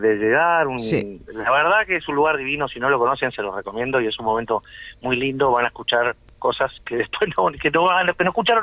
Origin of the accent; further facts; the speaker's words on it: Montevideo, Uruguay; born there; toda mi familia es de Aguascorriente. Yo nací en Montevideo, sí. Porque a mi padre lo trasladaron, mi padre trabajaba en la OCE.